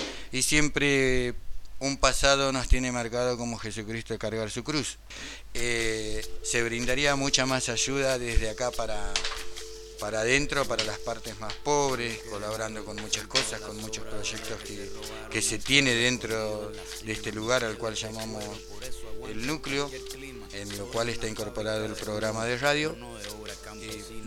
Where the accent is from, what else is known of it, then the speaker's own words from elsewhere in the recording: Santiago del Estero, Argentina; hoy tengo 42 años, soy oriundo de Santiago del Estero, lo cual provengo de familia humilde.